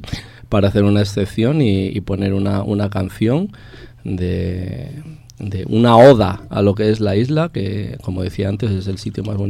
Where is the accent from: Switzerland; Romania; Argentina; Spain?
Spain; Yo soy español y yo estoy en España ahora mismo.